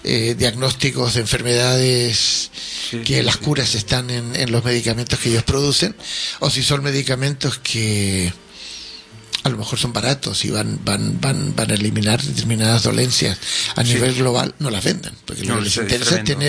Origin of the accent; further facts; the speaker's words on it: Valparaíso, Chile; born there; En Chile. Bueno, nací en Valparaíso.